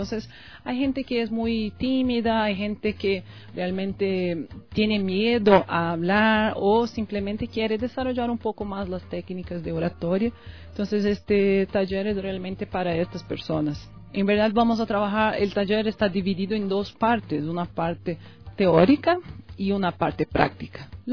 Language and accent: Spanish; Macaé, Rio de Janeiro, Brazil; Spanish is a second language; moved away as an adult; also born or lived in Campo Grande; now in Ecuador; Yo también soy una mezcla, digamos así. Yo nací en Campo Grande, Mato Grosso do Sul, que es en la región central de Brasil, pero a mis 14 años fui a vivir en Macaé, que es una ciudad de Río de Janeiro.